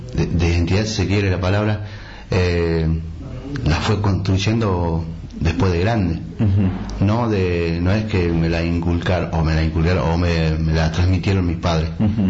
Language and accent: Spanish; Pilcaniyeu, Río Negro, Argentina; born there; now in El Bolsón, Argentina; Pilcanilleu. Pilcanilleu queda... cerca de Bariloche, más o menos, 60 kilómetros, Bariloche, línea sur, más o menos.